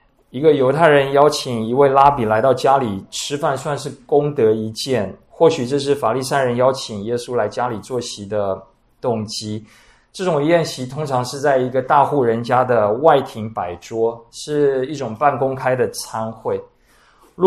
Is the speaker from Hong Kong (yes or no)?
no; Taiwan; 可能就是我们台湾人所谓的占婢的女人